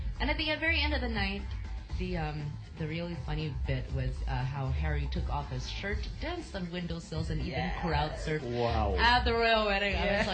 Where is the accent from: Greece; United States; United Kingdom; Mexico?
Greece; We're from Greece.